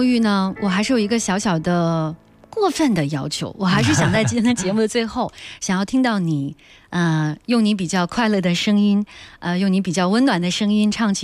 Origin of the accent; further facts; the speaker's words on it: Daxing, Beijing, China; 作为土生土长的大兴人，祝愿我的家乡大兴永远大兴。